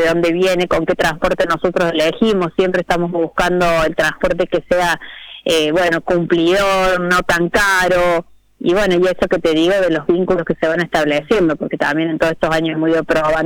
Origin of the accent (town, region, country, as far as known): Córdoba, Argentina